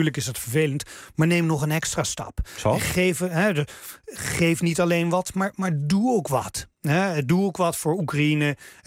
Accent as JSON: {"language": "Dutch", "country": "Netherlands", "said": "En dat is iets wat we ons als Nederlanders prima kunnen voorloven."}